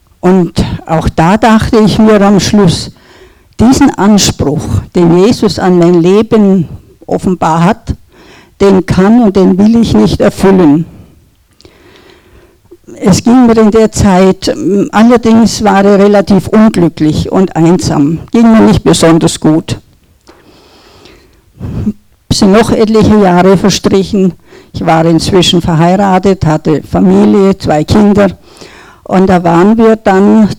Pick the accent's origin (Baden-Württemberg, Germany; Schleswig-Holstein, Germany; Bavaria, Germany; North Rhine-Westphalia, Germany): Bavaria, Germany; Kirche war mir von Kindheit an vertraut. Ich bin im evangelischen Dorf in Franken aufgewachsen. Wir gingen jeden Sonntag zur Kirche.